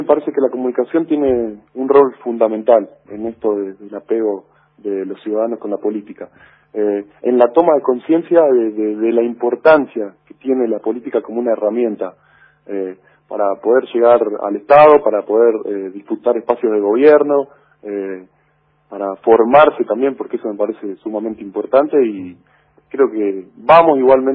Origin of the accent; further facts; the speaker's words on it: Colonia Barón, La Pampa, Argentina; Por ahí a uno le preguntan de dónde sos y uno dice de Colonia Barón.